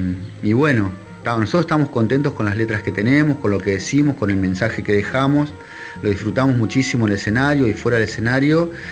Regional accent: Necochea, Buenos Aires Province, Argentina; soy de Necochea, provincia de Buenos Aires, acá de la costa.

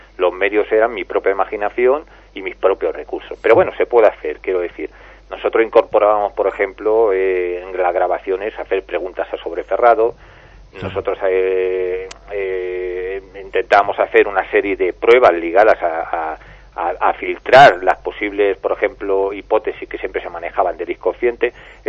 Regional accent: Toledo, Castilla-La Mancha, Spain; Era un antiguo caserón que estaba cerca de la Plaza de Toros de Toledo.

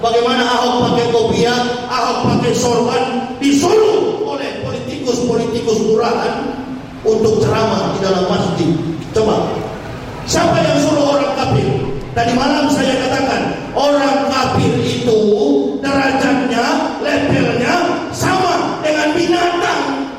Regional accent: Manado, North Sulawesi, Indonesia; Saya dilahirkan di kota Manado.

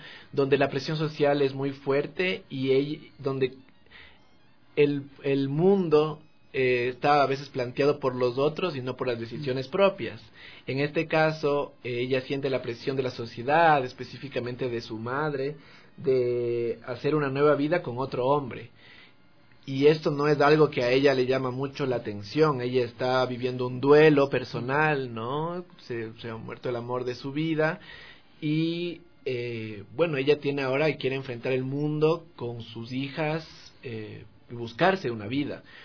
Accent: Quito, Pichincha, Ecuador; y yo, que también soy quiteño

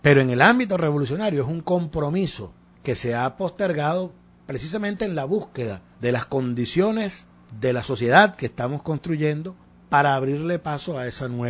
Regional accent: Venezuela; de la que nos complacemos nosotros muchísimo, por supuesto, como venezolanos

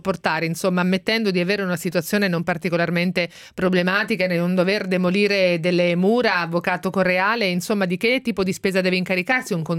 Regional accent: Marche, Italy; now in Milan, Italy; Anch'io che sono marchigiana l'ho appreso

